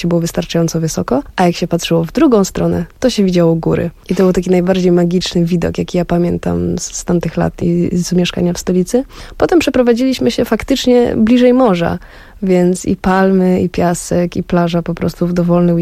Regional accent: Nicosia, Cyprus; Pierwsze parę lat spędziłam w stolicy, więc tam dość tak, no, typowo śródziemnomorsko.

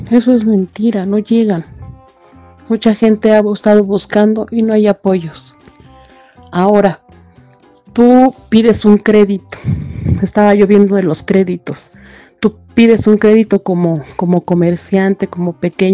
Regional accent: Mexico; Como todo mexicano siempre hemos salido adelante, siempre hemos sido positivos en lo que cabe.

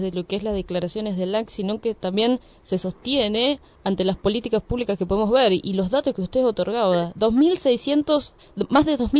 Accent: Moreno, Buenos Aires Province, Argentina; Podemos ver lo que sucede en nuestro distrito, nosotros somos de Moreno, pero claro.

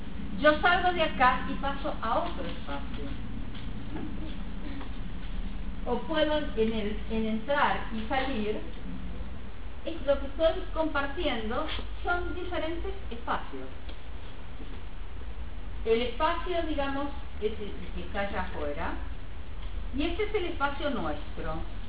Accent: Argentina; Y cuando digo con nosotros como argentinos.

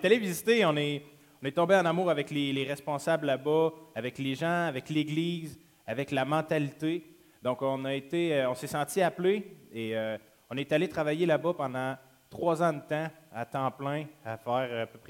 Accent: Quebec, Canada; je viens de la région de Trois-Rivières, Shawinigan, les environs. J'ai grandi pendant toute mon enfance.

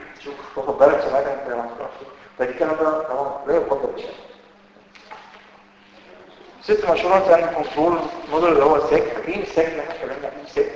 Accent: Egypt; طبعا احنا عندنا في مصر ما بتشتريش سوفت وير

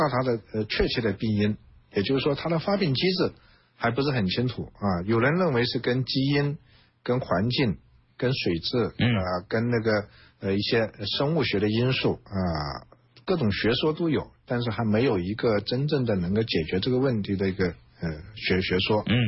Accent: China; 那我们中国人口众多，目前也慢慢进入老年化社会了

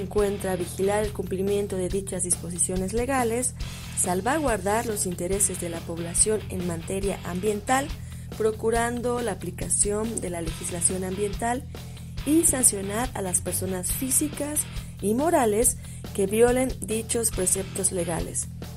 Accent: Mexico; Como mexicanos y mexicanas tenemos el privilegio de poseer una inmensa riqueza natural

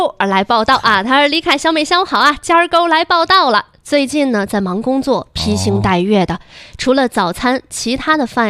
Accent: China; 我觉得作为中国人也特别觉得骄傲。

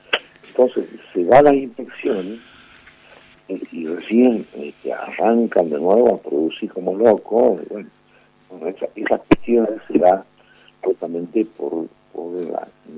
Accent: Jujuy, Argentina; tenemos la autoridad como jujeño y como argentino

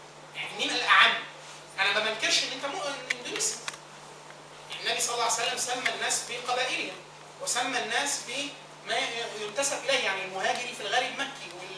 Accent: Egypt; مش عيب ان الواحد اقول ان انا مصري، واقول ان انا عربي

